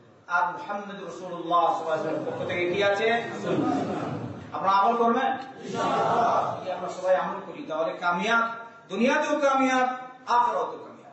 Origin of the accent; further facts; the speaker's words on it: Bangladesh; আমি কি এমনি চলে আসছি সৌদির লোক নাকি? আমি তো বাংলাদেশি, আমরাও পারি এরকম করতে।